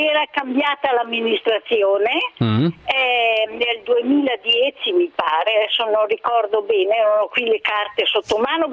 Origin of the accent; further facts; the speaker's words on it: Lombardy, Italy; sono le persone che vengono da fuori, come me, che sono lombarda, sono abituata a camminare nel verde e nel pulito.